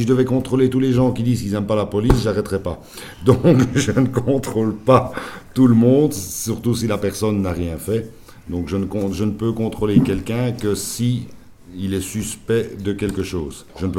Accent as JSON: {"language": "French", "town": "Molenbeek", "region": "Brussels", "country": "Belgium", "said": "Quand j'étais à la police de Molenbeek avant, puisque je viens de Molenbeek"}